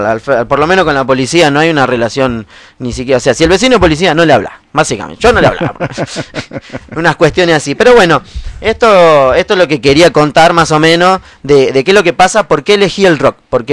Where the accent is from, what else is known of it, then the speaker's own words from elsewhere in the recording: Buenos Aires, Argentina; now in Córdoba, Argentina; Soy porteño, nacido en Buenos Aires, sí.